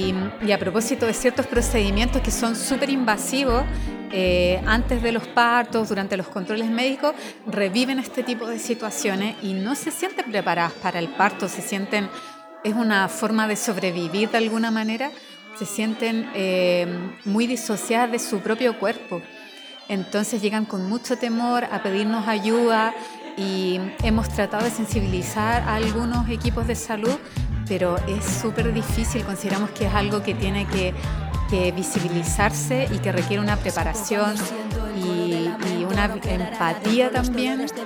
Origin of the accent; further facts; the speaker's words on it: Valparaíso, Chile; Bueno, hola … feminista porteña.